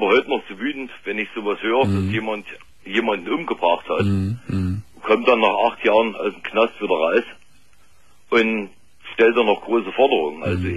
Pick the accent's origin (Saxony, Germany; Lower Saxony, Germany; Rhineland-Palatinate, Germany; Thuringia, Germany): Thuringia, Germany; Eisenach; Ich bin ein Ossi sozusagen, also Eisenach.